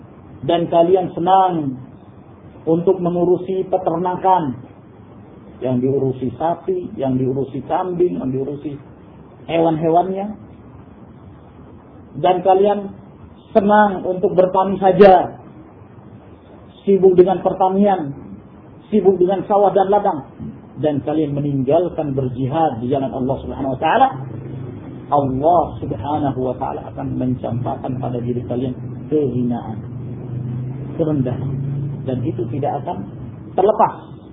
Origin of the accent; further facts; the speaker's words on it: Makassar, South Sulawesi, Indonesia; Makassar itu kota, namanya Makassar. Ya, saya lahir di sana. Dulu namanya Ujung Pandang.